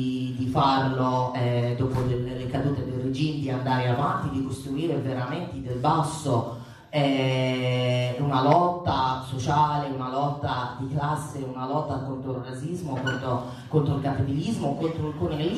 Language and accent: Italian; Libya; chi mi conosce sa che vengo dalla Libia